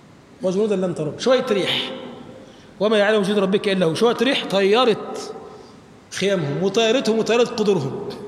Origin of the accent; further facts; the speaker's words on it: Egypt; اللهم اجعل بلدنا مصر بلدا آمنا مطمئنا سخاء رخاء